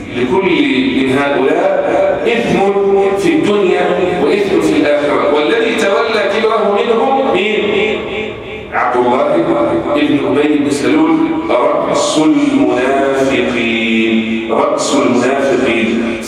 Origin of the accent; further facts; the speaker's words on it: Egypt; اللهم احفظ بلدنا مصر